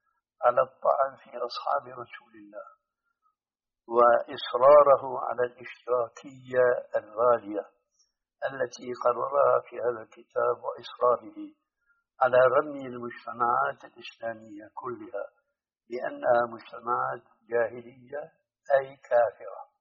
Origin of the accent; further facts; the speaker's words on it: Syria; أنت الآن يعني كما يقولون عندنا في الشام نص الكلام ما عليه جواب